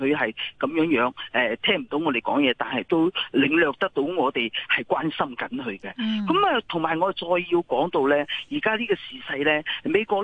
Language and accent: Cantonese; China; 我哋中国人系做实事嘅人，我哋亦唔怕人哋围堵我哋咯。